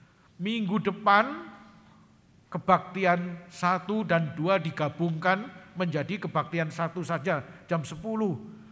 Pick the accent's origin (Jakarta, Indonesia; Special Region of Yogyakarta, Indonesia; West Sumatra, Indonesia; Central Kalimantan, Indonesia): Special Region of Yogyakarta, Indonesia; Yogyakarta; kalau saya ini orang Jogja, saudara. Orang Jogja enggak kenal grammar superlatif ya